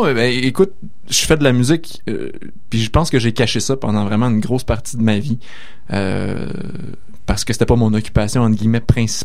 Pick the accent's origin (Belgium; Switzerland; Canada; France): Canada; Quebec; je suis québécois, le français c'est quand même important, c'est ma propre culture.